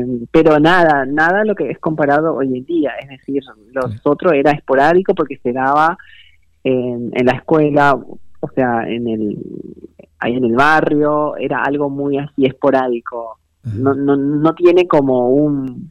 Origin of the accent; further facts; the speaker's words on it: Paraguay; now in Argentina; la diferencia que existe entre mi país, Paraguay, y Argentina es abismal